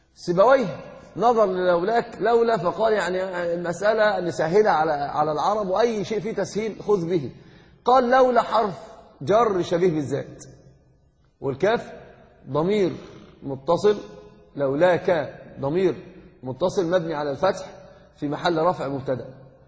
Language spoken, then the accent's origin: Arabic; Egypt; يعني عندنا في مصر يقولون كلمة من العجب